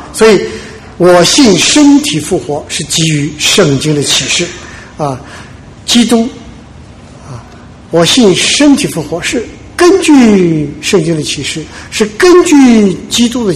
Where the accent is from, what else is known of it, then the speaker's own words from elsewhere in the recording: China; 所以我们中国人呢，容易受这个孔子这个影响啊